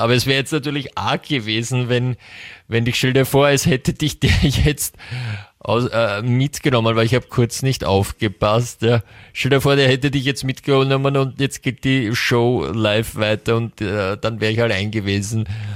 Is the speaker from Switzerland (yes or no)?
no; United States; German is a second language; wenn zwei Amerikaner gemeinsam eine österreichische Live-Sendung machen